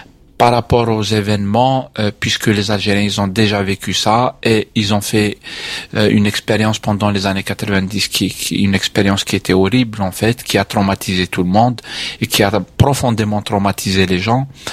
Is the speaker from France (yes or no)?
yes; France; Année, je suis français, donc c'est vrai que je suis pas touché personnellement dans ça.